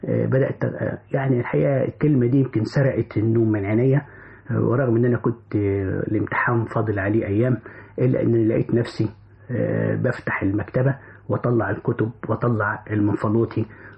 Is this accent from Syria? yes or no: no; Kafr El Nahal, Sharqia Governorate, Egypt; also born or lived in Cairo; أنا من مواليد الشرقية، كفر النحال. عشت في القاهرة وكتبت معظم رواياتي في القاهرة، وكنت درست وأنا طفل في الشرقية، ثم أكملت تعليمي في القاهرة